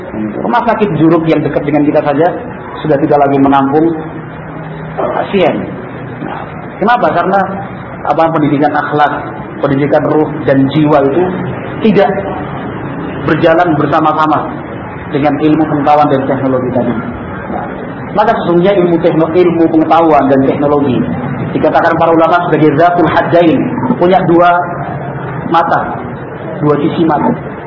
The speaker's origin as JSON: {"language": "Indonesian", "region": "Java", "country": "Indonesia", "said": "Kalau kita orang Jawa kan, wun maring-maring den."}